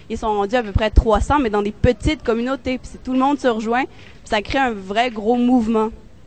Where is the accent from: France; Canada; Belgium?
Canada; Quebec; Je viens du Québec